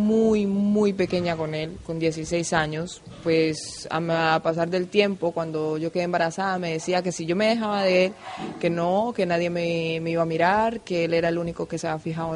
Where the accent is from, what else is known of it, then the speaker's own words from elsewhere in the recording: Colombia; now in Spain; Me he encontrado un montón de gente de donde yo soy, del pueblo, del mismo pueblo, donde nos hemos criado juntos.